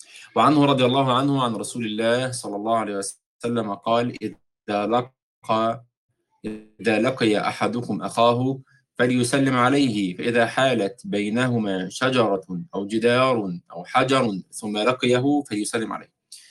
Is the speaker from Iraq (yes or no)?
no; Egypt; مر على عيال مثل ما احنا بنسميهم عندنا في مصر بيلعبوا في الشارع كده